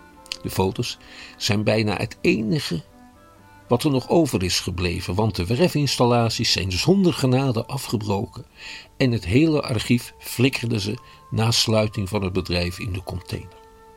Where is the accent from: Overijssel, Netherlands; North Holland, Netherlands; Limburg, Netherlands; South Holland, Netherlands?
South Holland, Netherlands; Schiedam; ik ben een Schiedammer van een zekere leeftijd. Toen ik opgroeide, was het bij ons al lang niet meer zo'n Jeneverstad meer.